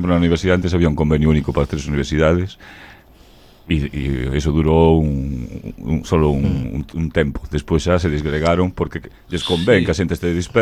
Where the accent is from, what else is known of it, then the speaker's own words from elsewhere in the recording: A Coruña, Galicia, Spain; Eu, cando marchei de Coruña, pois a cousa quedaba así máis ou menos, tal, pero cando fun á Universidade de Vigo desde Coruña, xa me atopei outro percal totalmente diferente, e aquí en Compostela